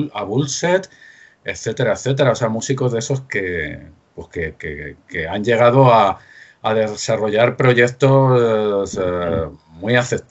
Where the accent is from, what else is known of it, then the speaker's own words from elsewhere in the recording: Madrid, Community of Madrid, Spain; Yo aunque me muevo por Hortaleza en Radio Enlace, pero soy del barrio de San Blas.